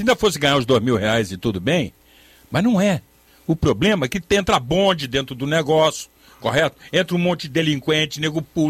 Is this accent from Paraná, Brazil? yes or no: no; Niterói, Rio de Janeiro, Brazil; é lá na minha cidade, Niterói